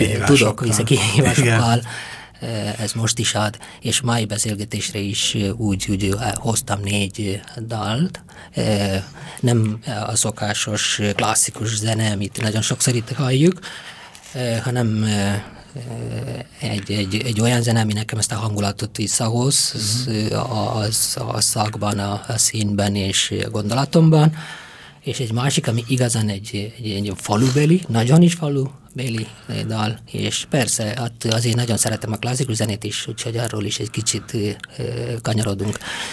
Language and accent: Hungarian; India; Hungarian is a second language; moved away as an adult; now in Hungary; és így összesen olyan 25 évet töltöttem Indiában, és de az a 17 év, amit a szülőfalumban és azt a kis megyében töltöttem